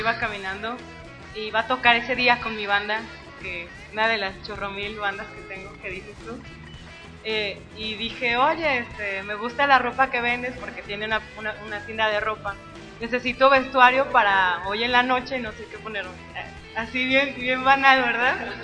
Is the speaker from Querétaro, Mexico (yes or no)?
no; Mexico City, Mexico; Sí, yo soy del DF.